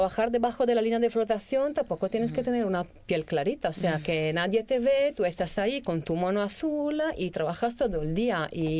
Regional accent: Venice, Veneto, Italy; Spanish is a second language; yo soy de Venecia, he vivido ahí toda mi vida, pero el puerto está lejos de la ciudad

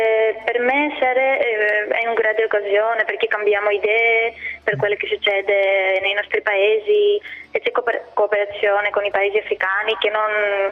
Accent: Athens, Attica, Greece; Italian is a second language; Sono dalla Grecia.

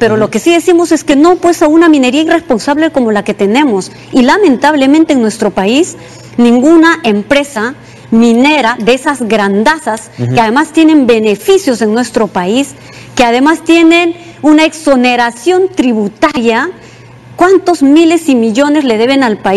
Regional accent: Peru; no solo atenta contra nuestra soberanía como peruanos, como país

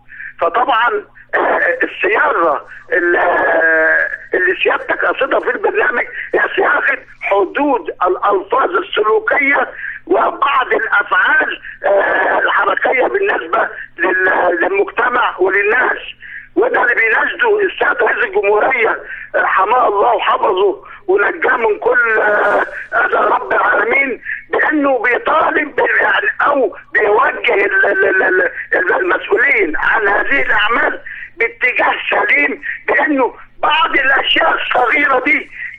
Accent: Egypt; يا ريت معظم البرامج عندنا في مصر

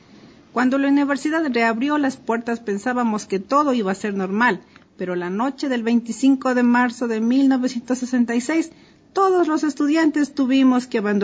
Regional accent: Santo Domingo, Santo Domingo de los Tsáchilas, Ecuador; now in Quito, Ecuador; Ya sabes que no siempre hemos vivido aquí en Quito. Yo vine de Santo Domingo a estudiar aquí en la Universidad Central.

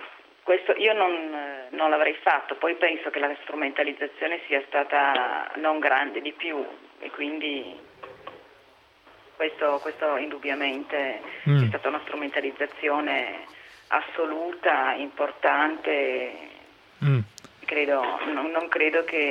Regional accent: Piedmont, Italy; io sono piemontese e appartengo ad un movimento che rivendica l'identità di diversi popoli. Noi siamo molto diversi come piemontesi dai lombardi, siamo diversi dai veneti.

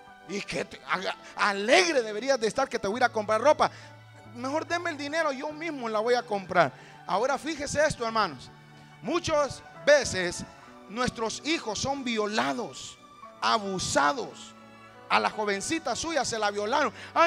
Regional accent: Honduras; Y yo decía yo, pues como buen catracho

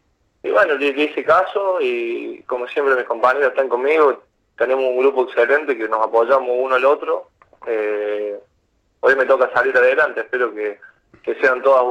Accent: Villa María, Córdoba, Argentina; born there; Sí, nací en Villa María.

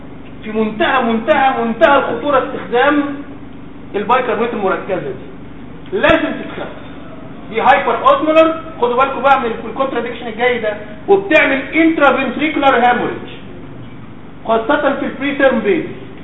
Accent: Egypt; في تركيز بره اللي هو ال 4.2 ده بره، مش عندنا في مصر يعني.

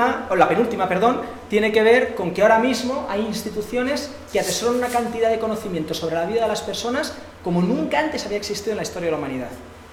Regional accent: Madrid, Community of Madrid, Spain; Madrid, de donde yo vengo

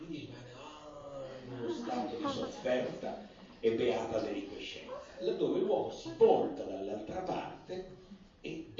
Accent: Piedmont, Italy; io vengo dal Piemonte, dalla mia origine

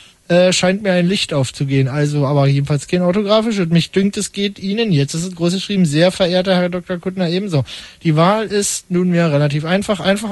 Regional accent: Brandenburg, Germany; now in Berlin, Germany; als Brandenburger, also Geldtor, der in Berlin wohnt

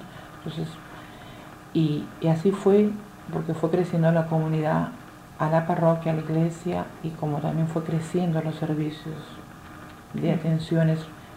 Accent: Peru; mi experiencia en mi país, en la cual soy peruana

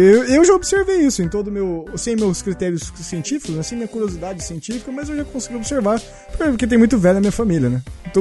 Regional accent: Paraná, Brazil; Vamos colocar uma capivara, já que somos paranaenses.

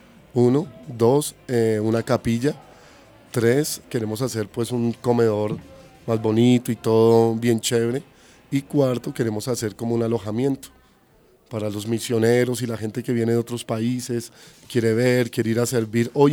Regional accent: Soacha, Cundinamarca, Colombia; juntamente con mi esposa y algunos amigos que somos de acá de Soacha

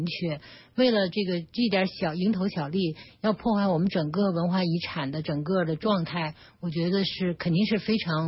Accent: North China, China; 因为咱们是北方人嘛，水是比较少的

